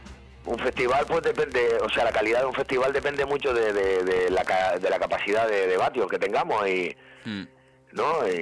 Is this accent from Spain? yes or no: yes; Canary Islands, Spain; Canarios somos, pero somos canarios de mala leche.